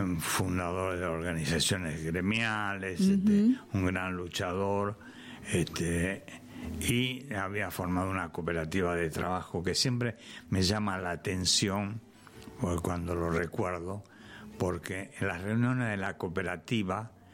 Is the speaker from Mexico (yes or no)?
no; Buenos Aires, Argentina; born there; now in Merlo, Argentina; No, yo nací en Buenos Aires. Vine acá por primera vez hace 68 años aproximadamente